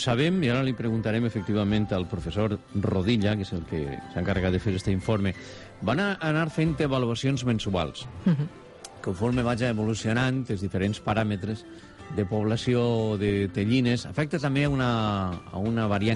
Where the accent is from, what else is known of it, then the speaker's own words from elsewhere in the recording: Gandia, Valencian Community, Spain; Dels que som de Gandia